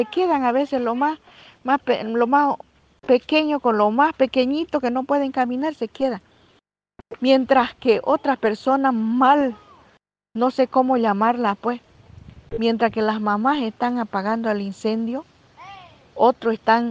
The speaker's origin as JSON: {"language": "Spanish", "country": "Bolivia", "said": "Como bolivianos más que todo, y más que todo como pueblos indígenas, como mujeres indígenas, como mujer indígena chiquitana"}